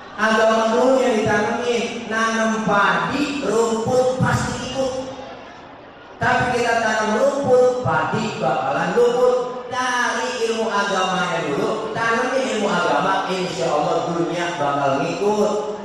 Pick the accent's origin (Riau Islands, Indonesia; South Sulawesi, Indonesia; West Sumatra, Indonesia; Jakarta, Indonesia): Jakarta, Indonesia; Kemayoran; Kalau biasanya kita orang Betawi kemayoran namanya dapet-dapet, ada ciri-ciri nama orang Betawi.